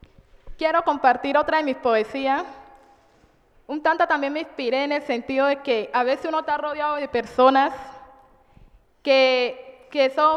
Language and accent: Spanish; Bajo Calima, Valle del Cauca, Colombia; now in Cali, Colombia; vengo del Bajo Calima. La principal razón de reinsertarme acá en Cali